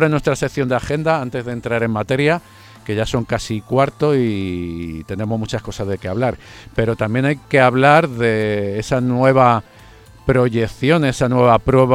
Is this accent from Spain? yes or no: yes; Madrid, Community of Madrid, Spain; Oye, pues yo soy de San Blas y bueno